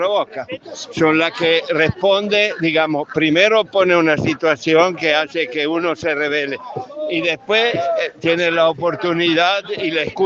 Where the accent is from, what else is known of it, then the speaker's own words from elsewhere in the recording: Paso del Rey, Buenos Aires Province, Argentina; soy un cura, soy de Paso de Rey.